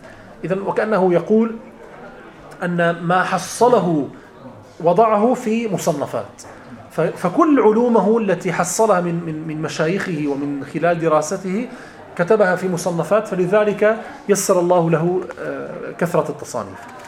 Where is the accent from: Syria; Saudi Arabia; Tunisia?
Syria; Latakia, Latakia Governorate; also born or lived in Damascus; أنا من اللاذقية، مدينة اللاذقية، ولكن درست في دمشق.